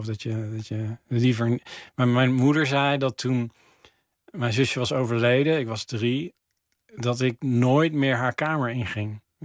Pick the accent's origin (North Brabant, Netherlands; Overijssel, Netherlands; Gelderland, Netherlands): North Brabant, Netherlands; Teteringen; moved away; Dat is in Teteringen, vlakbij Breda.